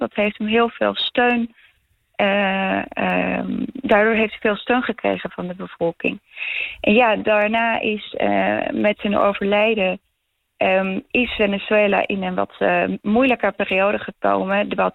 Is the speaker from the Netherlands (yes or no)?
no; Bolivia; ik kom uit Bolivia.